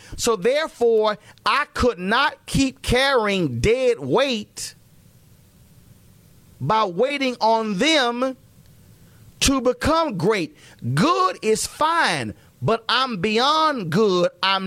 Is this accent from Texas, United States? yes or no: yes; Houston, Texas, United States; And again, we're hopeful that we'll be able to add my hometown of Houston.